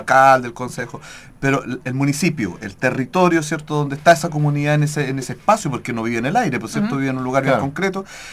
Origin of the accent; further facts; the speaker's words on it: Talcahuano, Biobío, Chile; yo soy de Talcahuano, si lo sé perfecto.